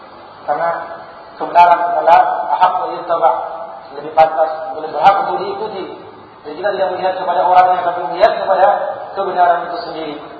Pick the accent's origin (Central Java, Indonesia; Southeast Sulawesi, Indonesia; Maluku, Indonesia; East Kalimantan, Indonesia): Southeast Sulawesi, Indonesia; Kendari; moved away as an adult; also born or lived in Makassar; Sebenarnya kalau boleh dikatakan tamu, ya, saya asli Kendari. Hanya kebetulan sejak tahun 88 saya ke Makassar untuk melanjutkan pendidikan